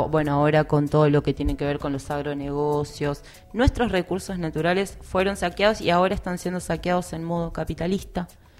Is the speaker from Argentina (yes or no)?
yes; Argentina; Y bueno, nosotros como Argentina estamos siendo parte de ese legado de, de no planeta de las futuras generaciones.